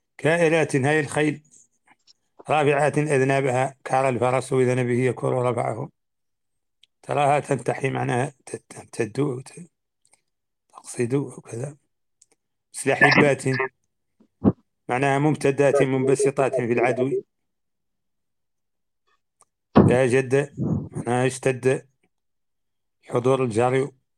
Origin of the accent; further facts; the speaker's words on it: Mauritania; الرواية عندنا في موريتانيا خالتي